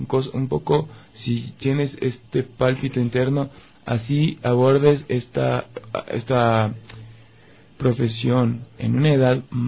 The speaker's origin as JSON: {"language": "Spanish", "country": "Ecuador", "said": "traduce mucho de mi idiosincrasia como ecuatoriano"}